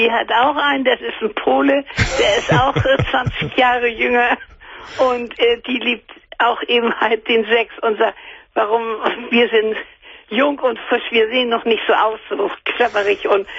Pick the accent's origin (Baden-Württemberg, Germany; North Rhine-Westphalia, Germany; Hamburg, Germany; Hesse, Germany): Hamburg, Germany; ich bin Hamburgerin, das hörst du wahrscheinlich an meiner Stimme.